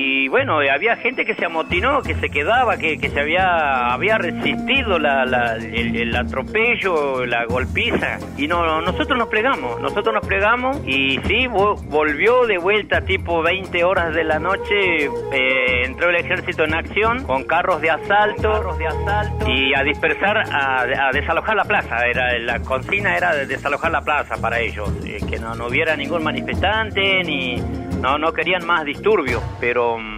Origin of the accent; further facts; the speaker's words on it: Breapozo, Santiago del Estero, Argentina; Yo vivía en el campo, allá en mi provincia natal, que es Santiago del Estero, y estaba a 80 kilómetros de distancia de la ciudad capital al lugar donde yo... donde nací. No, es un paraje, el paraje es Breapozo, es el paraje donde yo, de donde soy natural.